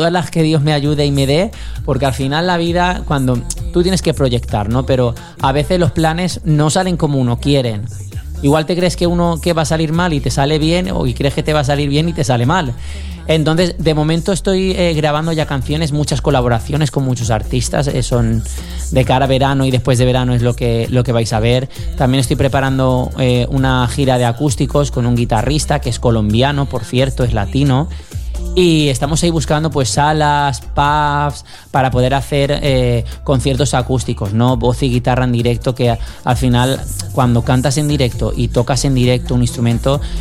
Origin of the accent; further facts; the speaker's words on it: Spain; a ver, yo soy español, me gusta mucho el cante latino